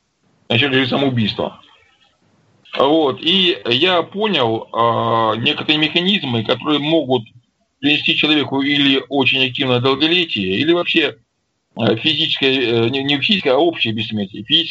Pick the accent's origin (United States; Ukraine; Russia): Russia; Don; Я русский человек, я казак донской, я жить хочу. Мне тут нравится.